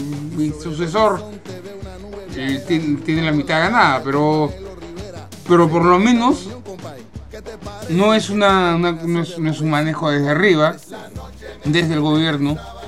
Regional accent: Peru; yo no sé si sea porque soy peruano

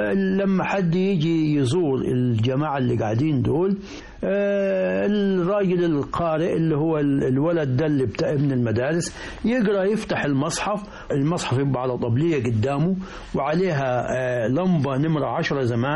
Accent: Al-Rahmaniyya Qibli, Qena Governorate, Egypt; أنا أذكر في قريتي الرحمانية قبلي في مركز نجي حمادي محافظة قنا

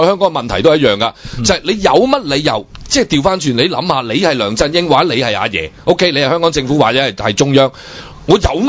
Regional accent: China; 你譬如我哋中國人對我又成日都好即係好希望大家即係深入啲去了解辛亥革命

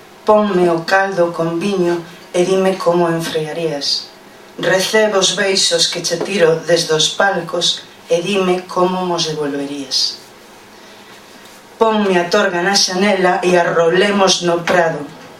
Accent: Foz, Galicia, Spain; porque ela é de Cedeira e eu son de Foz.

